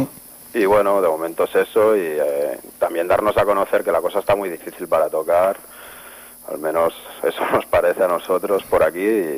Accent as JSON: {"language": "Spanish", "country": "Spain", "first_language": "Catalan", "second_language": "Spanish", "said": "yo siempre lo he visto como algo natural, ya que es mi lengua materna y a la hora de escribir, pues, no sé, a mí me sale en catalán"}